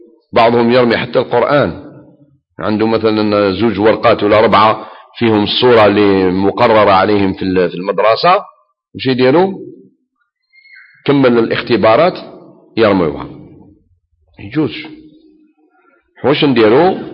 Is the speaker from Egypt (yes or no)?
no; Algeria; احنا كنا في بلادنا الجزائر قبل الاستعمار الفرنسي